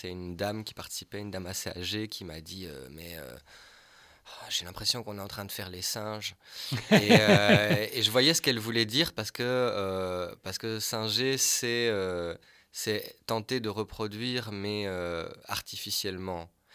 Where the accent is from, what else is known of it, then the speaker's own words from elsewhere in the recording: Wallonia, Belgium; born there; Moi, je suis né dans les Ardennes belges.